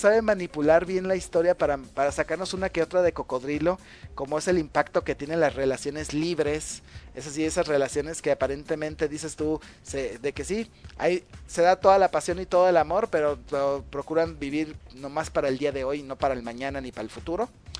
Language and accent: Spanish; Guadalajara, Jalisco, Mexico; como buen tapatío sí sentí que tremendo, tremendo errorzote